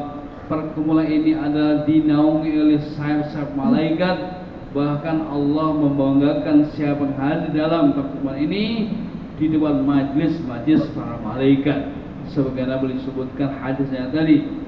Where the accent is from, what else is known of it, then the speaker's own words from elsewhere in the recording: Sydney, New South Wales, Australia; Indonesian is a second language; saya ini berasal dari Sydney, saya sebenarnya baru masuk Islam, kurang lebih baru 17 tahun yang lalu.